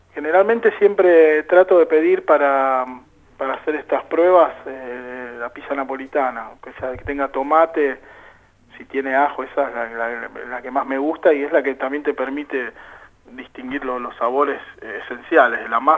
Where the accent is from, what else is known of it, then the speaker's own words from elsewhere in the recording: La Plata, Buenos Aires Province, Argentina; Sí, en principio porque soy de La Plata